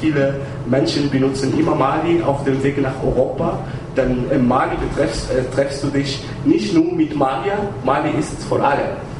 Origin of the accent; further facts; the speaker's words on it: Tunisia; German is a second language; moved away; bevor ich raus von Tunesien, ich komme ursprünglich aus Tunesien, ich habe 10 Jahre gebraucht, wegen einer Visum zu bekommen.